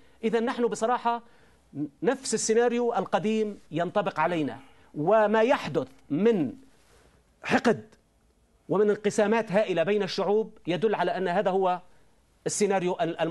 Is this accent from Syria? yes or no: yes; Syria; كانوا يرفعون شعارات قومجية عندنا في سوريا مثلا